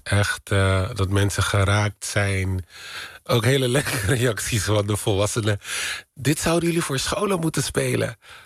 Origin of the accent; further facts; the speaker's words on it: Netherlands; Ik weet waar ik vandaan kom. We hebben een hele rijke Afrikaanse geschiedenis. In Nederland opgegroeid in armoede.